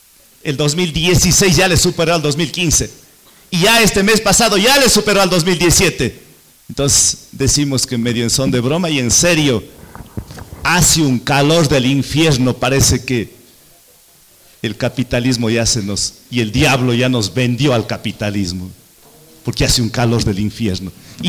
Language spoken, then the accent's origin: Spanish; Cuenca, Azuay, Ecuador; más frío que aquí en el Pasto, donde mi tierra en Cuenca